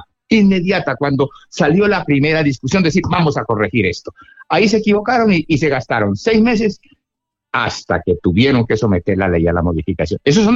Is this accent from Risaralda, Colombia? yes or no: no; Cali, Valle del Cauca, Colombia; como yo soy caleño, en Colombia